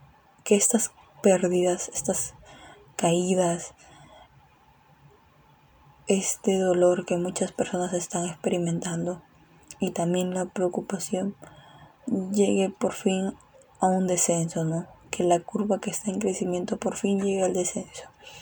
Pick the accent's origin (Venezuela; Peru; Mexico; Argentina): Peru; aprendamos que tenemos que cambiar como peruanos, como sociedad y como seres humanos.